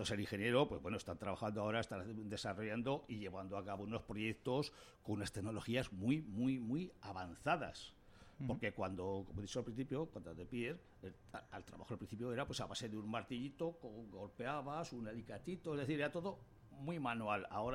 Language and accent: Spanish; Tudela, Navarre, Spain; yo nací en Tudela, soy de Tudela, vivo en Tudela, pero tengo una relación total con Fontellas. Mis padres eran de Fontellas